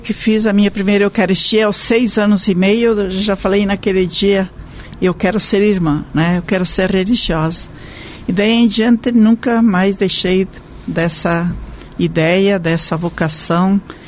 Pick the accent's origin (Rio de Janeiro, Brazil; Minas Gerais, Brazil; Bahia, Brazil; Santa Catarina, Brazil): Santa Catarina, Brazil; Joinville; Bem, eu sou natural de Santa Catarina, com muito orgulho, de Joinville. E estou na vida consagrada há 62 anos, completarei 80 anos em dezembro.